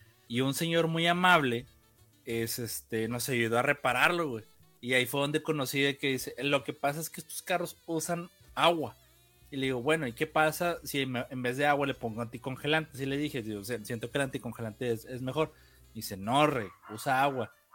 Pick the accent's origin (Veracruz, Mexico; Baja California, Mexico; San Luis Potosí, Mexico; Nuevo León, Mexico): Nuevo León, Mexico; Monterrey; mire, estos son los papeles, somos de Monterrey, esta es mi dirección, mire mi INE, ¿no?